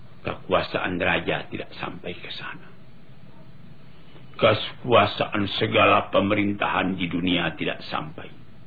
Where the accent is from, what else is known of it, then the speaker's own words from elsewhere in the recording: Maninjau, West Sumatra, Indonesia; saya sendiri pergi ke kampung halaman saya di Meninjau.